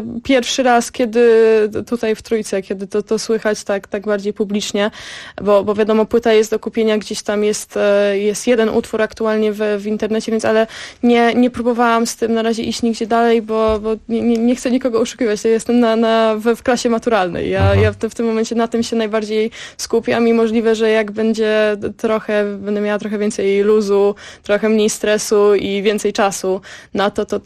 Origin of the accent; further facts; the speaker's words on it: Masovian Voivodeship, Poland; bo ja jestem spod Warszawy.